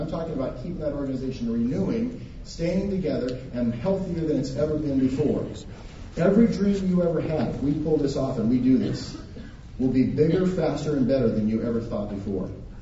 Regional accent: Montana, United States; I'm from Montana. I love dead animals.

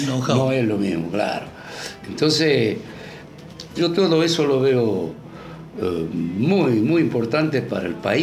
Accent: Argentina; yo, como ciudadano argentino, lo veo en mi país en un avance en cuanto a lo social

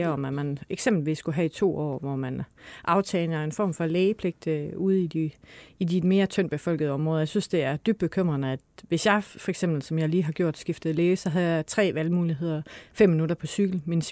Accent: Struer, Central Denmark Region, Denmark; Jeg er selv opvokset ligesom Malene i udkantsområdet. Jeg er opvokset i Struer i Vestjylland.

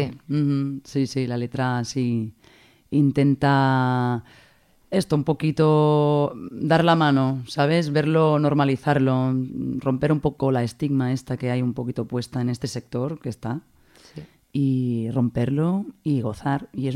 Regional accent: Barcelona, Catalonia, Spain; Y cuando decimos que eres de Barcelona, realmente a veces hay personas que se les desencaja un poco la cara.

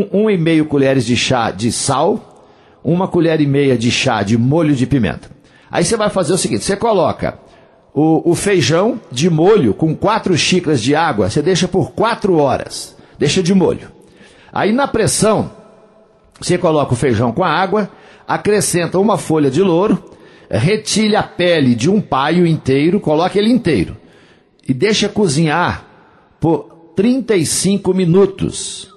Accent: Coromandel, Minas Gerais, Brazil; lá na minha terra, em Coromandel.

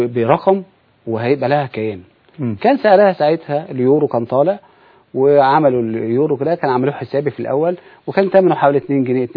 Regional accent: Egypt; أزمة المواصلات والجراشات اللي موجودة عندنا في مصر.

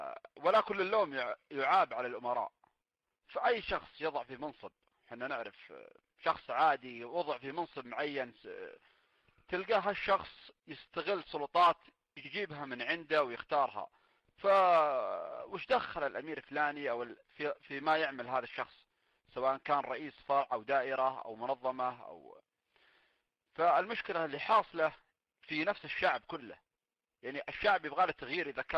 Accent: Saudi Arabia; وهذا الشيء ما المفروض أنه يكون عندنا في السعودية

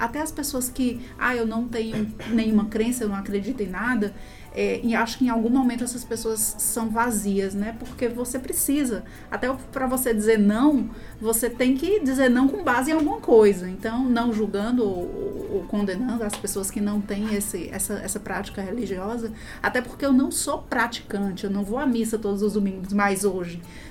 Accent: Crato, Ceará, Brazil; born there; eu nasci no Crato, na verdade, Crato, né? Verdade. Sou filha do Crato, que foi onde nasceu o Padre Cícero.

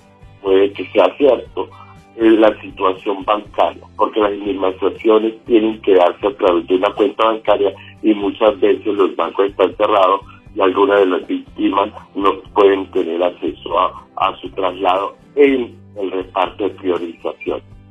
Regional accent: Colombia; nuestra calidad como colombianos no la hemos perdido, y mucho menos como víctima, y que no nos sigan teniendo en este sentido invisibilizados porque no estamos en el territorio nacional.

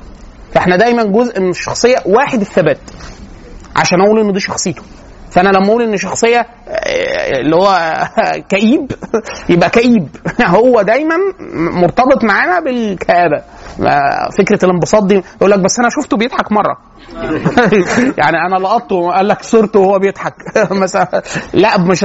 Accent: Egypt; احنا طبيعيين طبقا للي بيحصل عندنا في مصر،

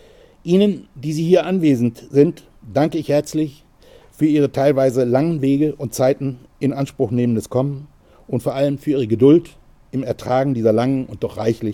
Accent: Northern Germany, Germany; Und in dem Moor, in dem ausgedehnten in meiner Heimat in Norddeutschland

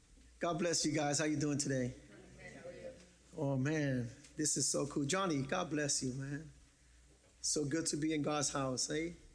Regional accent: Bronx, New York, United States; I'm Puerto Rican. I'm from the Bronx. My first language is ghetto. I grew up in the Bronx

